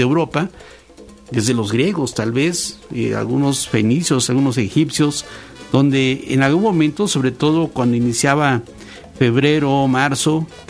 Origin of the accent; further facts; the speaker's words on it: Mexico; ojalá pudiéramos quemar nosotros, como país, como sociedad mexicana